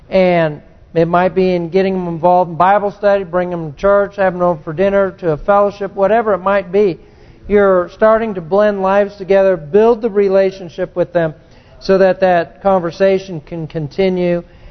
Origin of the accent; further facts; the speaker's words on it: California, United States; Turns out she grew up just half a mile from where I grew up in California, in the canyon there.